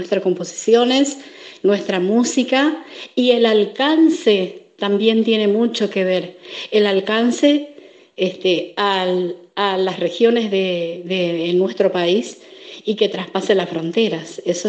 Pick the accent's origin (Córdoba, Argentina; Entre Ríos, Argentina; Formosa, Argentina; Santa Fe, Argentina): Formosa, Argentina; Vengo de la provincia de Formosa